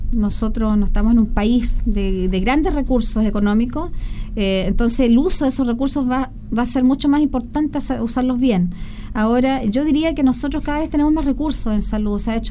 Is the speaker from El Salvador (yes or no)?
no; Llanquihue, Los Lagos, Chile; also born or lived in Puerto Varas; Es que yo soy de pueblo. O sea, yo la verdad es que nací en Puerto Varas, que es un pueblo bastante chico, y me crié en el pueblo de Llanquihue